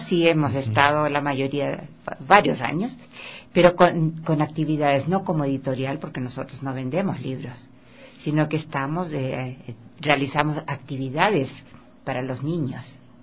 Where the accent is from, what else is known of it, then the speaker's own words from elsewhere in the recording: Chile; yo soy chilena, en Chile ya las bibliotecas tienen una tradición de años